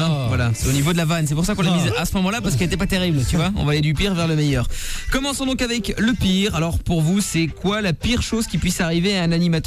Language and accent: French; Belgium; Non, c'est vrai. Je suis belge. Moi, je connais que l'humour premier âge.